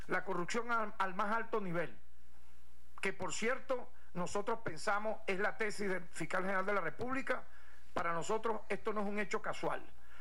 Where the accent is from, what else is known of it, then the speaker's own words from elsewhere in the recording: Venezuela; ¿Y cómo quedamos nosotros como venezolanos?